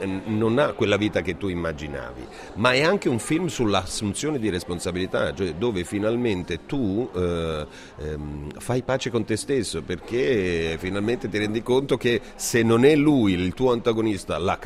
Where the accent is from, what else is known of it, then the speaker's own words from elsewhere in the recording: Apulia, Italy; a me piace il sushi, però essendo pugliese il mio sushi è fatto da altri tipi di pesce